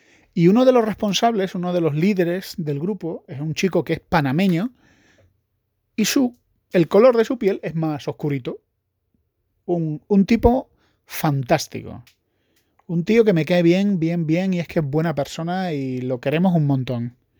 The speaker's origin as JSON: {"language": "Spanish", "country": "Spain", "said": "Porque soy español."}